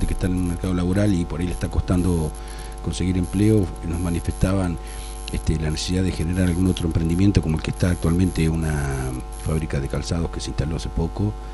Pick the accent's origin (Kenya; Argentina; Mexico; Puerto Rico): Argentina; Del Carril, Buenos Aires; Del Carril es mi patria chica